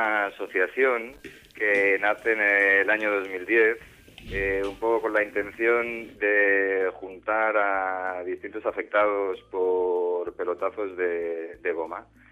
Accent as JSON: {"language": "Spanish", "region": "Catalonia", "country": "Spain", "said": "Yo soy de Cataluña."}